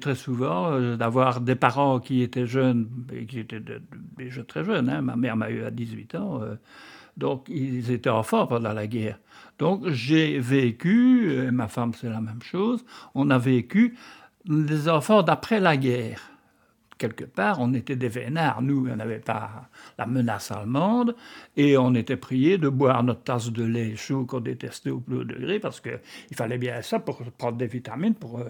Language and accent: French; Liège, Wallonia, Belgium; born there; Ben, je suis né à Liège.